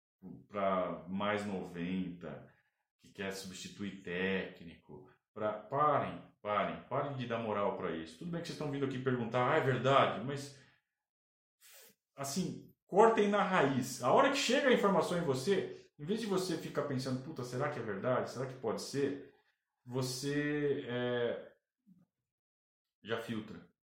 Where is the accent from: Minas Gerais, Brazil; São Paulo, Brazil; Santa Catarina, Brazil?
São Paulo, Brazil; Sorocaba; Eu falei de propósito, só de sacanagem, porque eu sou de Sorocaba, eu sei disso.